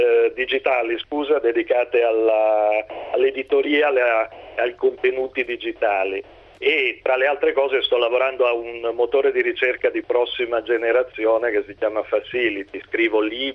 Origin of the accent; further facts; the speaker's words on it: Potenza, Basilicata, Italy; moved away as an adult; now in Pavia, Italy; io sono lucano, sono di Potenza, nato a Potenza, ma vivo in Lombardia, a Pavia, quando avevo 18 anni